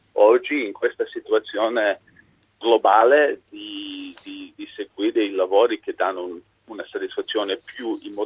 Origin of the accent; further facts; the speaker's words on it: United States; io sono tecnicamente sono americano, ma io sto molto bene in Italia.